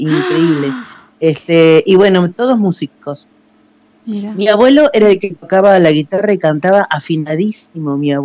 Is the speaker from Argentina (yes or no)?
yes; San Isidro, Buenos Aires Province, Argentina; born there; mi hermano Luis y yo nacimos en la provincia de Buenos Aires, pero del lado del norte de la provincia de Buenos Aires, es Béjar, partido de San Isidro.